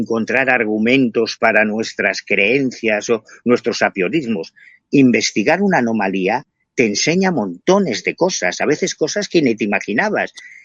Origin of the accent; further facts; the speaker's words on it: Galicia, Spain; Y como yo soy gallego, yo vivo en La Coruña